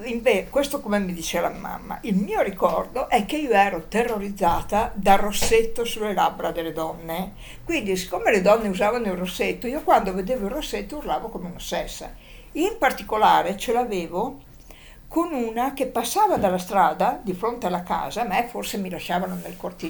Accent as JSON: {"language": "Italian", "town": "Valdagno", "region": "Veneto", "country": "Italy", "tie": "born there", "said": "quando sono nata stavo a Valdagno, in questa casa dove i miei abitavano"}